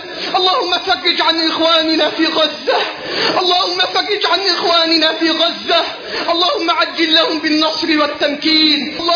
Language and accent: Arabic; Egypt; اللهم احفظ بلدنا مصر من كل سوء وسائر بلاد